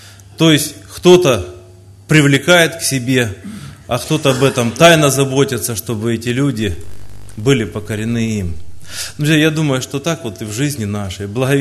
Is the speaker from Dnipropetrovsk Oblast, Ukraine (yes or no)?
yes; Zelenodolsk, Dnipropetrovsk Oblast, Ukraine; из Зеленодольска, тоже из этой области.